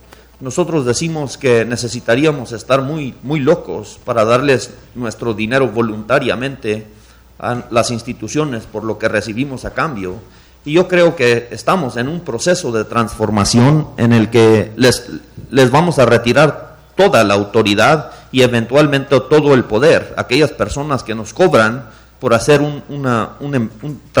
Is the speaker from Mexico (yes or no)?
yes; Chihuahua, Mexico; Yo soy del noroeste de Chihuahua